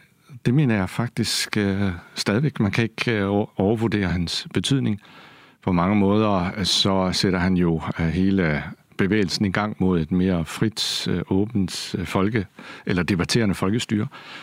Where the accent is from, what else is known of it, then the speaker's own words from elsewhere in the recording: Kolding, Region of Southern Denmark, Denmark; Jeg havde en dygtig dansklærer. Jeg er selv fra Kolding